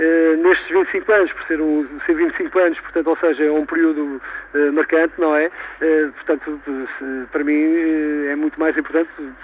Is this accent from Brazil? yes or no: no; Oliveira do Hospital, Coimbra, Portugal; sou de Oliveira do Hospital e fiquei bastante contente por ser convidado a participar